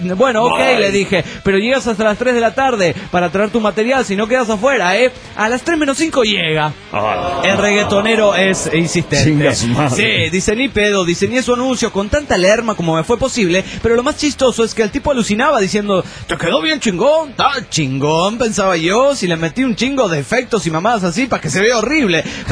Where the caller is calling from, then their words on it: Cancún, Quintana Roo, Mexico; Vengo de Cancún, Quintana Roo